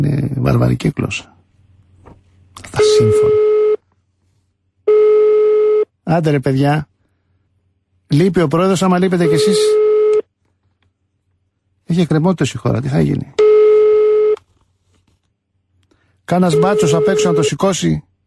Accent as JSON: {"language": "Greek", "town": "Moudania", "region": "Central Macedonia", "country": "Greece", "said": "Εγώ που θέλω να στείλω κάποια κείμενα, είμαι από τα Μουδανιά."}